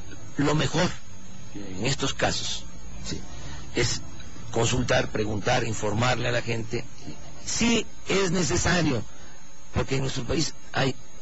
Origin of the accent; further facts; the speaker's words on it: Tabasco, Mexico; Sí, en mi tierra y en mi agua.